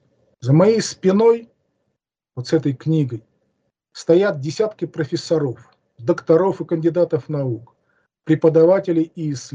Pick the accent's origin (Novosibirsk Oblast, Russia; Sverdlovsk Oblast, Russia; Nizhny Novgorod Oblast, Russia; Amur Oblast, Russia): Amur Oblast, Russia; also born or lived in Russian Far East; now in Saint Petersburg, Russia; Родился на Дальнем Востоке, в школьные годы жил в Амурской области, с 79 года постоянно живу в Ленинграде.